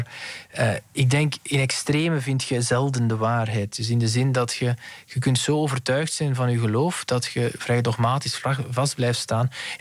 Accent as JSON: {"language": "Dutch", "country": "Belgium", "said": "Ja. Zo zijn wij Belgen dan weer."}